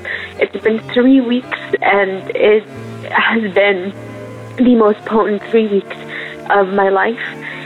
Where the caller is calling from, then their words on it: Canada; I'm calling from Canada.